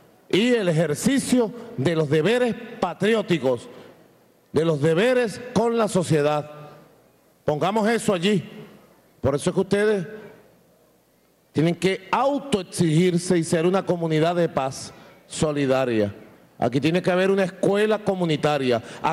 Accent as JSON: {"language": "Spanish", "country": "Venezuela", "said": "mi patria, a mi sociedad, a mi pueblo, a mi Venezuela."}